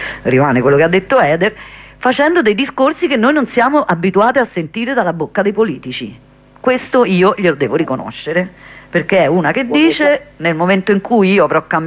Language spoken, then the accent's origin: Italian; Colombia; io so tremenda quando si tratta di elezioni del mio paese